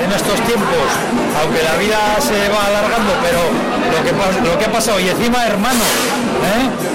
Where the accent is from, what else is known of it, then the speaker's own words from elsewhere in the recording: Ablitas, Navarre, Spain; mi madre es de Ablitas, yo soy medio ablitero, o sea, bueno, medio no, yo soy de Ablitas, ¿eh? Porque mi madre es de Ablitas, pero el sentimiento y ¿cómo te diría? Y mi estar y meter de Fontellas, ¿no? Es mi pueblo